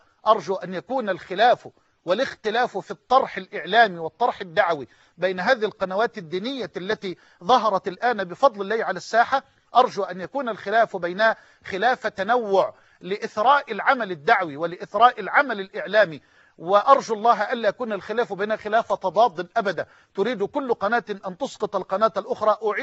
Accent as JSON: {"language": "Arabic", "country": "Egypt", "said": "وأن يجعل بلدنا مصر أمنا أمانا، سخاء رخاء"}